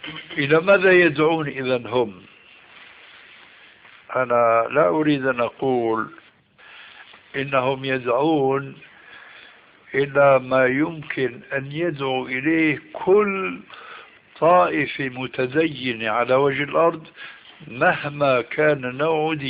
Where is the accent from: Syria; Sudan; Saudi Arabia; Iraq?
Syria; كل واحد كما يقولون عندنا في الشام